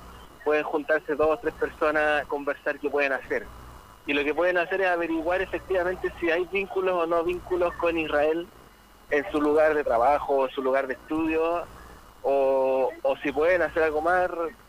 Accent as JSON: {"language": "Spanish", "country": "Chile", "said": "nosotros que hemos sido también violentados como chilenos y chilenas, sabemos de eso"}